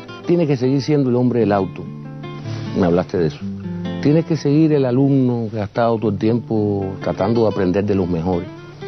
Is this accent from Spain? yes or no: no; Cuba; Somos cubanos.